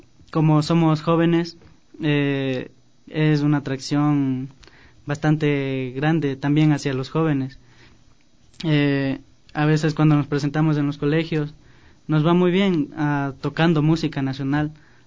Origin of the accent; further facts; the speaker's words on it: Santa Elena, Ecuador; now in Quito, Ecuador; nos vinimos a vivir acá a la capital para justamente mejorar nuestro arte. Porque, como dije, somos de Santa Elena.